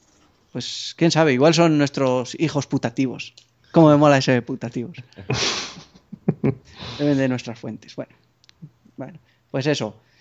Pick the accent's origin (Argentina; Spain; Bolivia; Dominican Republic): Spain; accent: Galician; nuestro acento gallego. Sí. Porque el nuestro creo que no se nota tanto